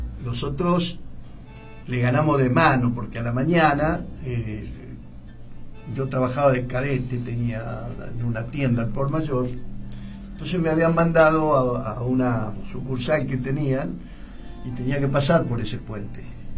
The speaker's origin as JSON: {"language": "Spanish", "town": "Rosario", "region": "Santa Fe", "country": "Argentina", "said": "aunque yo soy rosarino"}